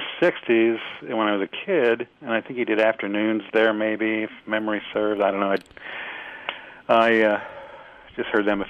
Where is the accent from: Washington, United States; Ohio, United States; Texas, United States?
Texas, United States; Dallas; I was thinking as a kid, growing up in Dallas